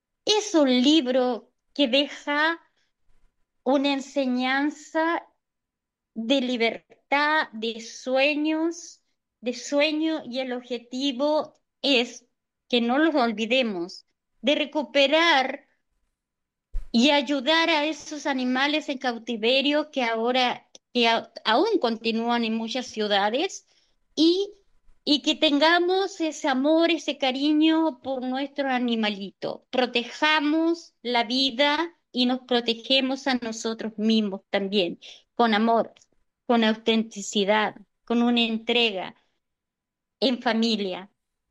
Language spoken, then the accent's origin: Spanish; Lago Rapel, O'Higgins, Chile; yo soy la misma, soy latina, nunca niego mis raíces, soy de Lago Rapel, de Chile.